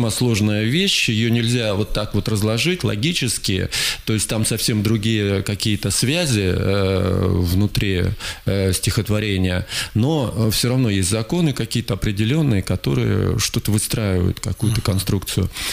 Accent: Krasnoyarsk, Krasnoyarsk Krai, Russia; also born or lived in Tomsk, Russia; я красноярец, хотя родился в городе Томске, но всю жизнь проживаю в Красноярске, так что это же второй мой родной город тоже.

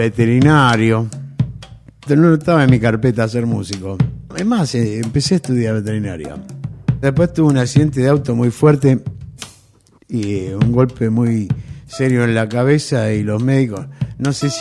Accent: Argentina; Yo soy un músico argentino que hago tanto música rural como música urbana.

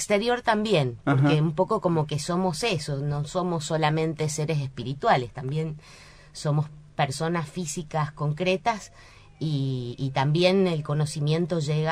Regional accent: Mendoza, Argentina; Yo soy mendocina.

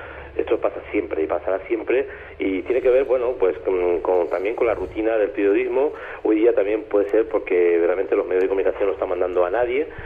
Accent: Spain; Me temo que en los últimos años, en mi país, España, los periodistas cada vez están más cerca del poder

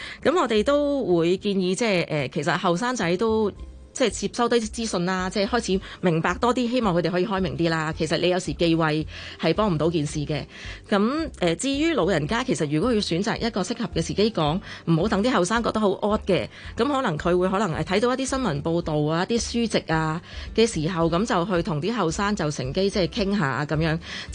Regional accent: China; 即係我哋中國人都好講承傳。

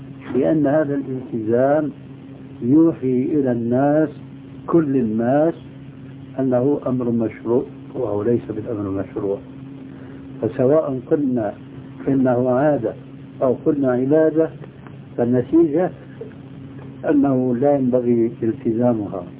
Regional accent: Syria; وهذا كان عندنا في سوريا شيء كبير منه

